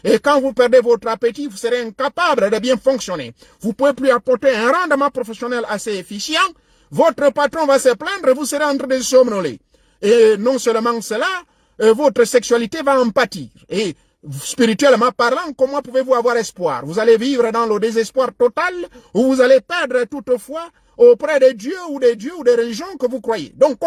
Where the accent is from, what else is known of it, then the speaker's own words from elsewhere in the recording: Gabon; il y a même une qu'on a pris chez nous au Gabon